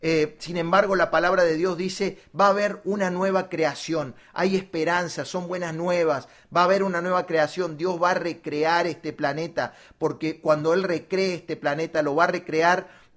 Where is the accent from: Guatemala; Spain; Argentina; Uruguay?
Argentina; Córdoba; Nosotros vivíamos en Argentina, yo vengo desde Argentina, desde Córdoba, Argentina